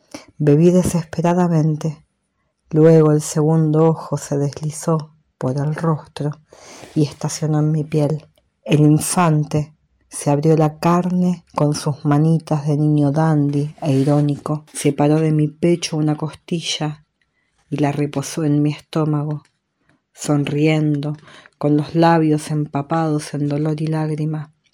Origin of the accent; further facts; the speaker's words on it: Buenos Aires, Argentina; born there; now in Viedma, Argentina; Nací en Buenos Aires en 1977, actualmente resido en Viedma, provincia de Río Negro